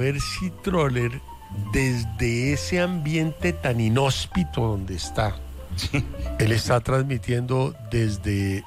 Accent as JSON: {"language": "Spanish", "country": "Argentina", "said": "Es que porque yo soy argentino, yo hago parrilla"}